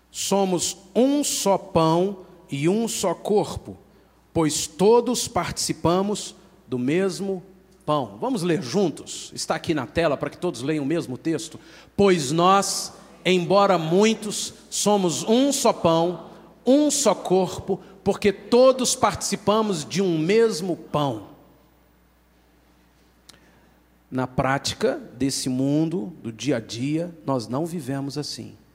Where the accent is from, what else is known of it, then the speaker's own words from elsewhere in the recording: Minas Gerais, Brazil; Que povinho desconfiado somos nós mineiros.